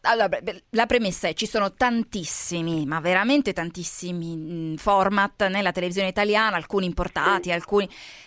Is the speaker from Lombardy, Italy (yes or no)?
yes; Lombardy, Italy; io purtroppo sono Brianzola.